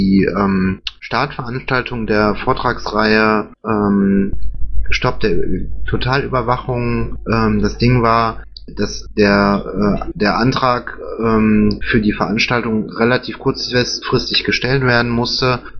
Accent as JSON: {"language": "German", "town": "Düren", "region": "North Rhine-Westphalia", "country": "Germany", "said": "Düren, die Gegend kenne ich, da komme ich auch aus der Ecke, komme ich her. Das ist relativ weitläufig."}